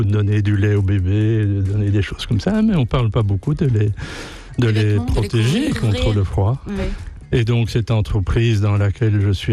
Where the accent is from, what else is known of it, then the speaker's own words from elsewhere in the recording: Belgium; je suis impliqué chez nous en Belgique